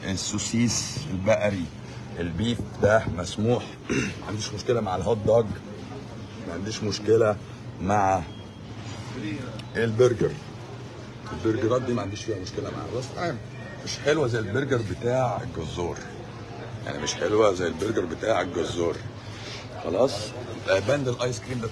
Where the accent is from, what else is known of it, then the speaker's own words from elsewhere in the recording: Egypt; انا مش عميل انا عادي مصري